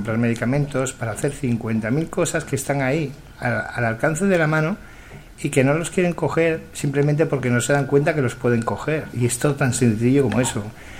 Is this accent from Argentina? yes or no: no; Catalonia, Spain; Yo soy del Mediterráneo, yo soy más de la parte de José Luis, soy de Tarragona, de un pueblecito de Tarragona, nací en el Hospital del Mar.